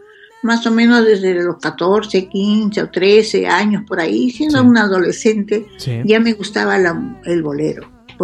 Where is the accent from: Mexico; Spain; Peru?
Peru; Barranco, Lima; hay muchos cantantes y muchos escritores, poetas y todo, que han nacido en Barranco, mi ciudad natal